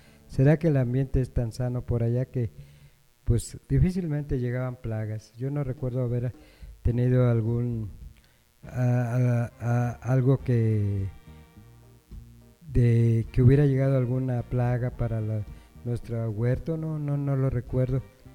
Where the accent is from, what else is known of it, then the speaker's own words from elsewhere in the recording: Jalisco, Mexico; En el estado de Jalisco, pues lo que es mi pueblo, se sembraba mucho el maíz